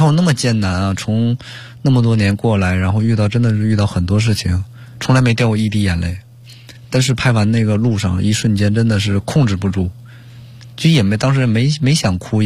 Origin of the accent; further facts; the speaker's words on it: Liaoning, China; 我是辽宁人